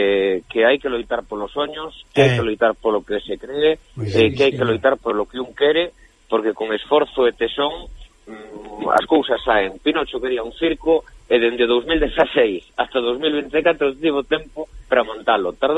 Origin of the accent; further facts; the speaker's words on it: Galicia, Spain; somos galegos para Galicia